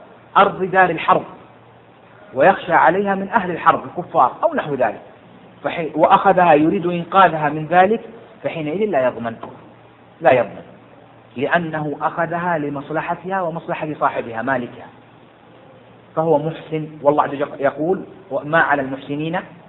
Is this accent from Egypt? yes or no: no; Jeddah, Makkah Province, Saudi Arabia; لو واحد سقطت منه عندنا هنا عندنا في السعودية في جدة الآن 20 ريال